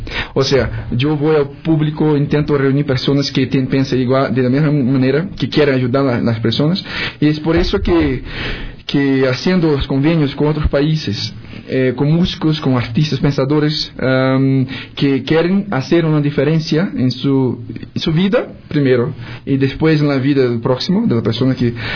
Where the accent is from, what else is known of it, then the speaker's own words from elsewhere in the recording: Pará, Brazil; Spanish is a second language; yo soy de Brasil, norte de Brasil, en la Amazonia, la boca de la Amazonia, o sea, al otro lado de Ecuador, vamos a decir así.